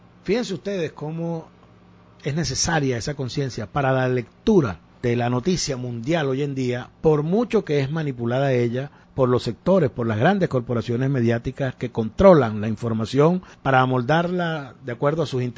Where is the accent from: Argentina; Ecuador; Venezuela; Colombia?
Venezuela; de la que nos complacemos nosotros muchísimo, por supuesto, como venezolanos